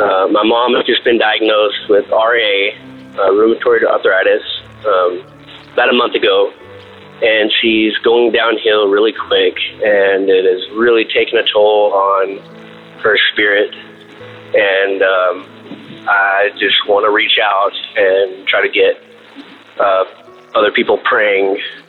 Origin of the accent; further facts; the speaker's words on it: Amarillo, Texas, United States; I'm from Amarillo, Texas. This is the first time that I've called.